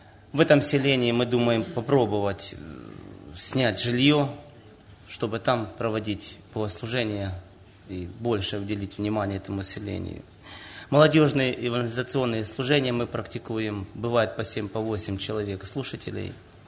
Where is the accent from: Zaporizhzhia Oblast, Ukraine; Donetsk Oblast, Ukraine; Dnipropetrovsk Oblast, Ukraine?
Dnipropetrovsk Oblast, Ukraine; Nikopol; из Никополя. У нас численность населения около 40 тысяч